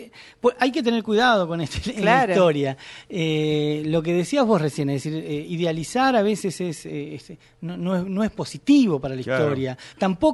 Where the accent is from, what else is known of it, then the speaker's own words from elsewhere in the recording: Chubut, Argentina; Primero mandar saludos para el Chubut, porque yo soy de Chubut